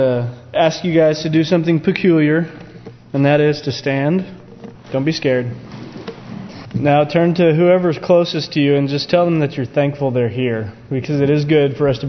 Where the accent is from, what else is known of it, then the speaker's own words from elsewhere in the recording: United States; born there; thankful, you know, that I was born in America